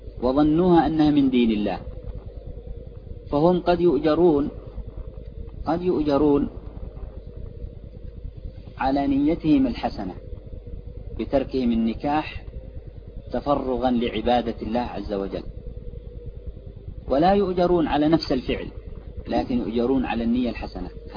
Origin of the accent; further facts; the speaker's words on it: Yemen; هذا عندنا في اليمن أو في من هو حولها